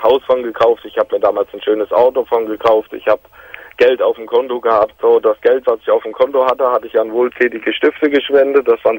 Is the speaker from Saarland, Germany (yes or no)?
no; Hesse, Germany; ich komme so aus dem Großraum Frankfurt am Main.